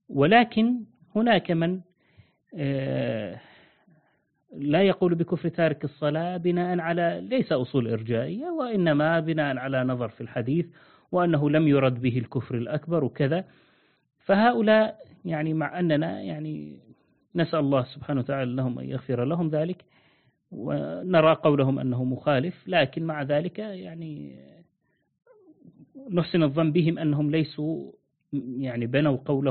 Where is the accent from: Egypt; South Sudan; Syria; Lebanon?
Syria; والله حسيت لهجتك من سوريا، من بلادنا، ما أعرف ليش.